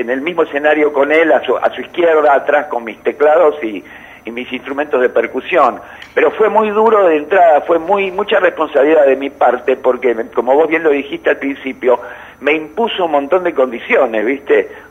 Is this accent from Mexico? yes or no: no; Argentina; yo no me quiero meter en la misma bolsa, pero me meto en la misma bolsa como argentino.